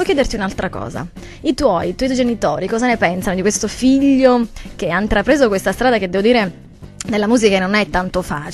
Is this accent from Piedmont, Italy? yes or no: no; Sant'Ambrogio, Sicily, Italy; Mi faccio pubblicità perché io sono di Sant'Ambrogio, che sapete che è a pochissimi chilometri da Cefalù.